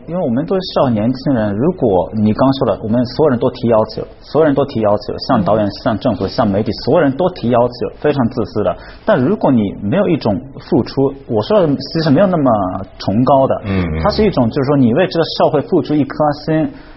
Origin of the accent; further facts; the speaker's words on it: Shizuoka, Japan; Chinese is a second language; 土生土长的伊豆人嘛